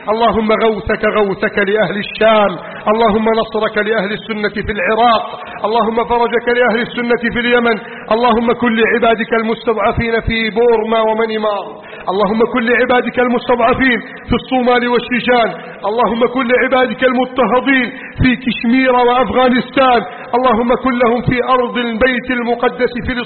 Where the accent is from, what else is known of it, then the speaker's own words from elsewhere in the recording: Egypt; واجعل بلدنا مصر آمنا مطمئنا